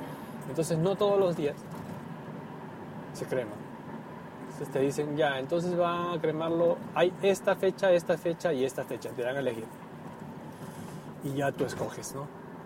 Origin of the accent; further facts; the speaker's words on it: Peru; now in Japan; Cuando en mi país, en mi tierra natal, Perú, una persona, un familiar ha fallecido, lo más común era ir al cementerio y enterrar